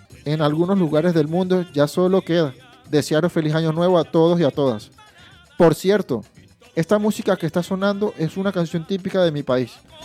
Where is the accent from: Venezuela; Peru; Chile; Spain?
Venezuela; born there; Por último, en Venezuela, mi tierra, donde he nacido, la celebración de Año Nuevo es un evento familiar